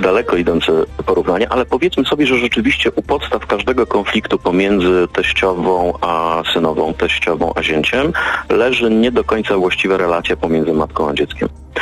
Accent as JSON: {"language": "Polish", "region": "Silesian Voivodeship", "country": "Poland", "said": "Ja pochodzę ze Śląska i tutaj jest taka bardzo dobra tradycja"}